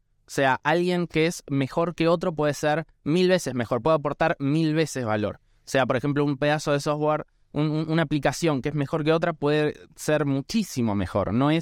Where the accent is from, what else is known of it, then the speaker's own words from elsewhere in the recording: Argentina; esta obligación moral también que creo que tenemos como argentinos de intentar descentralizar el país de la capital federal